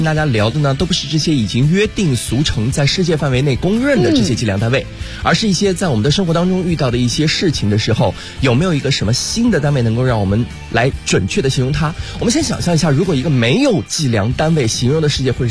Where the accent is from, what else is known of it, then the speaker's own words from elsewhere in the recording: Northwest China, China; 因为我家乡比较远嘛，在大西北。